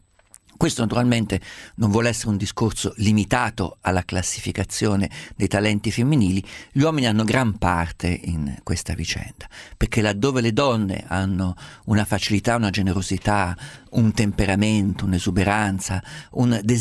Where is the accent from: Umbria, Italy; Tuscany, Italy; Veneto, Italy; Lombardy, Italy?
Umbria, Italy; Io che sono umbro conosco la donna umbra.